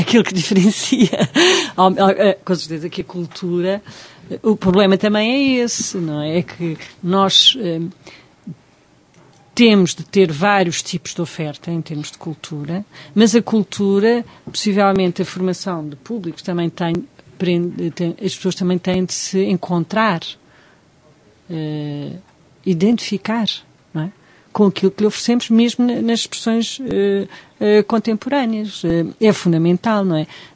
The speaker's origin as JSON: {"language": "Portuguese", "country": "Portugal", "said": "Nós, portugueses, estamos sempre numa altura."}